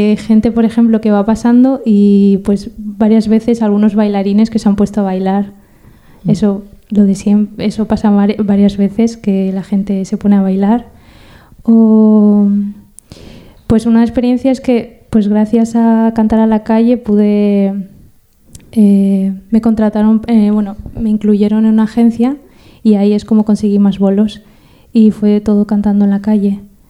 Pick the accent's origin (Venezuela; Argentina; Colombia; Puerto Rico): Argentina; born there; yo como nací en Argentina y al final mis padres son de allí